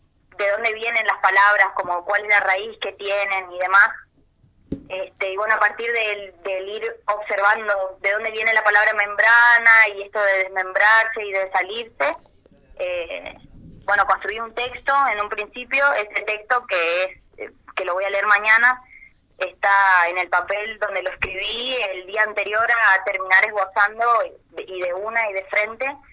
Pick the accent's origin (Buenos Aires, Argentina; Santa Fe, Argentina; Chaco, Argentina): Chaco, Argentina; soy chaqueña